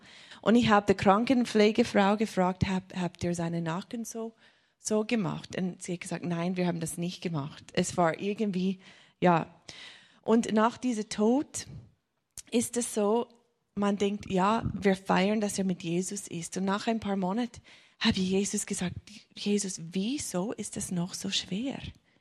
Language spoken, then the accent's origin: German; United States; accent: American; German is a second language; Ich komme ursprünglich aus den USA, darum habe ich ein komisches Akzent. Ich spreche nur dieses Deutsch, was ich jetzt spreche. Das ist nicht richtig Deutsch, aber es ist ein bisschen Amerikaner-Schweizer-Hochdeutsch.